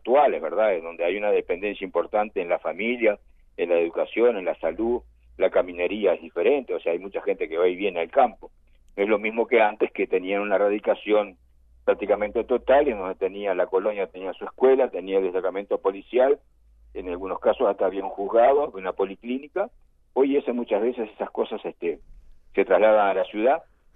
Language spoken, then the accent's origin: Spanish; Uruguay; somos todos uruguayos